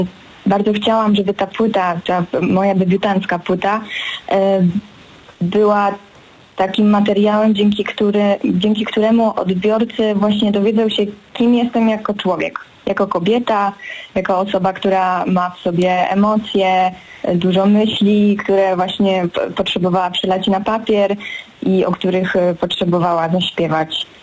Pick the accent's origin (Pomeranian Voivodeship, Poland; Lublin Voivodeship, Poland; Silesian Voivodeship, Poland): Lublin Voivodeship, Poland; Włodawa; born there; No, ja wzięłam się z Włodawy, urodziłam się w takiej małej miejscowości w województwie lubelskim, we Włodawie.